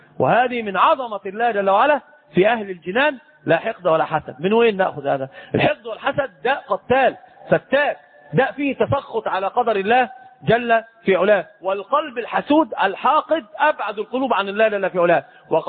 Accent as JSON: {"language": "Arabic", "country": "Egypt", "said": "أنت تراه عندنا في مصر الناس بتركب حمير"}